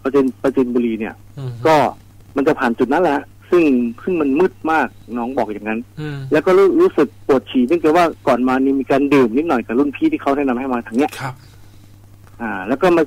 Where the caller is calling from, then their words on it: Nonthaburi, Thailand; จากนนทบุรีครับ